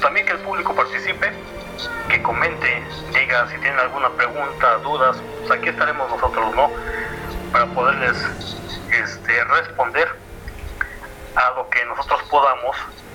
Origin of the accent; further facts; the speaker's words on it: State of Mexico, Mexico; Pues estamos aquí, soy del Estado de México